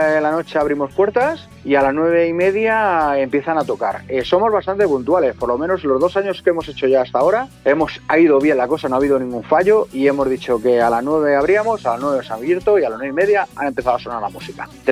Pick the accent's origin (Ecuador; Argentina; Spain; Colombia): Spain; Alcorcón, Community of Madrid; somos de aquí de Alcorcón, los tres que organizamos el festival, tanto Miguel como Nuria como yo somos de aquí